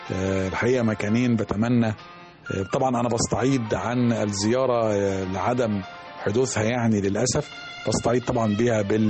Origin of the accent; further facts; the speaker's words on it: Alexandria, Alexandria Governorate, Egypt; هو الحقيقة يعني في الطفولة والشباب كان بيبقى في السواحل والشواطئ عندنا في اسكندرية